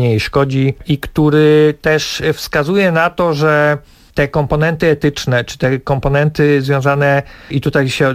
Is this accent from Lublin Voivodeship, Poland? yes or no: no; Greater Poland Voivodeship, Poland; no ja jestem z Wielkopolski, zawsze chciałem przyjechać z festiwalem do swojego rodzinnego regionu